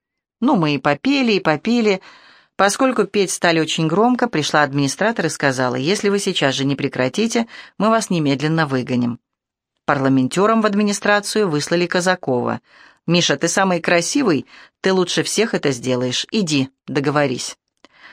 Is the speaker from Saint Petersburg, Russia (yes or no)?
yes; Saint Petersburg, Russia; Вот, я из Ленинграда тоже пишу песни.